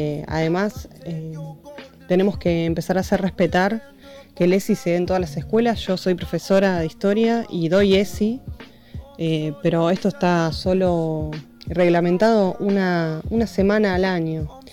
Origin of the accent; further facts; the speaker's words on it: Buenos Aires, Argentina; tengo 34 años, soy de Buenos Aires.